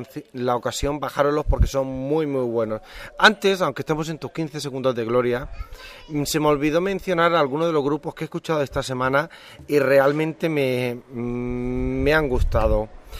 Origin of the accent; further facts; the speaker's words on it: Murcia, Region of Murcia, Spain; yo soy de Murcia, estoy contento donde estoy